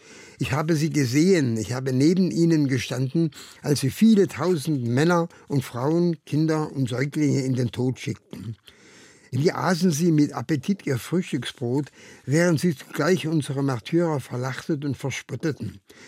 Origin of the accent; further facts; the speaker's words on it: Karlsruhe, Baden-Württemberg, Germany; born there; Also, ich bin ein gebürtiger Karlsruher, habe dort das Licht der Welt 1927 entdeckt. Ich wurde dann mit den badischen Juden, bereits 1940 sozusagen als Test für die Nazis deportiert.